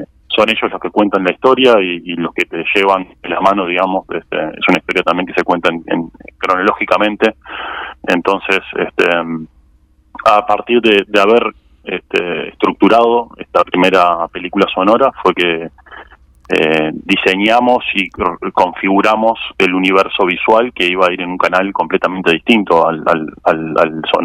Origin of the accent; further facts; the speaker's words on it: Canelones, Uruguay; porque nosotros somos de Canelones, sí.